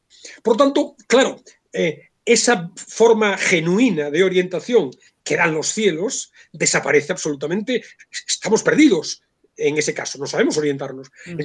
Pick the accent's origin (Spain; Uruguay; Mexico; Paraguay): Spain; Vigo, Galicia; born there; yo soy de mar y me gusta mucho el mar, yo soy nacido en Vigo y me gusta mucho la playa